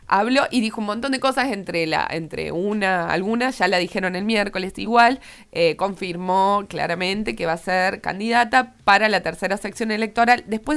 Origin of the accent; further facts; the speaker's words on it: Córdoba, Argentina; Yo soy muy cordobesa, entonces por ahí no entiendo muy bien esto